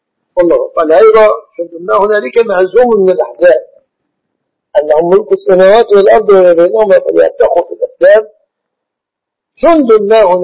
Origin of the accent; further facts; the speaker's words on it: Egypt; البنوك التي أعلمها في بلادنا مصر في مجاورها بنوك ربوية